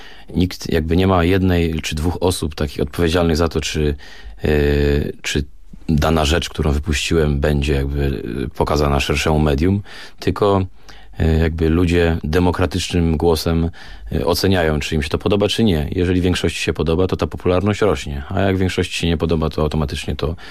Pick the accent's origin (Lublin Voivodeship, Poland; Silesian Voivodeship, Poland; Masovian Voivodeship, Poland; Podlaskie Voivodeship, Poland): Silesian Voivodeship, Poland; Gliwice; Co jest oczywiście błędem w moim przypadku, bo ja z Gliwic jestem, więc kawałek do Warszawy mam.